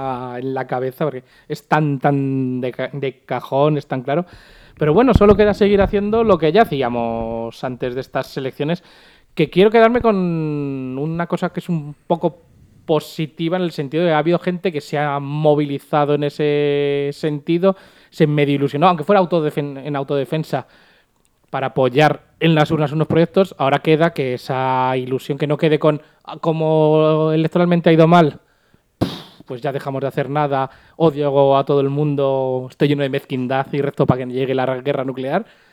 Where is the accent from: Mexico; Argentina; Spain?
Spain; Madrid, Community of Madrid; Si nos agota a nosotros siendo madrileños, siendo los directamente afectados